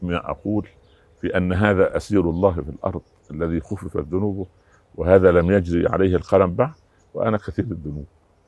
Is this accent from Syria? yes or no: no; Egypt; مساكين عندنا في مصر في وسط نبات الملوخية